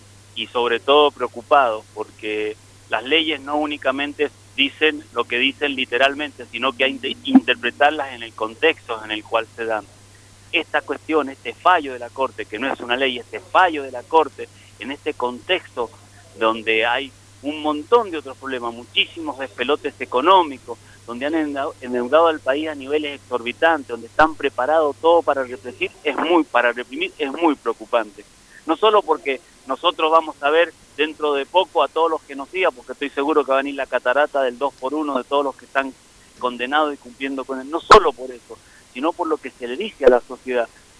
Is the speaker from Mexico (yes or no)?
no; Argentina; now in Mendoza, Argentina; porque es necesario que como argentinos, no solo ya como militantes